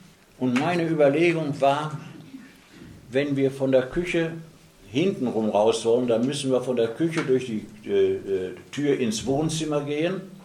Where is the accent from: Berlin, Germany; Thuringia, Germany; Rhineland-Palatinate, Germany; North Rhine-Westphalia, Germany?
North Rhine-Westphalia, Germany; Dortmund; born there; in Scharnhorst bei Dortmund, wo ich geboren bin. Da war ich da in einer Bergarbeiterfamilie.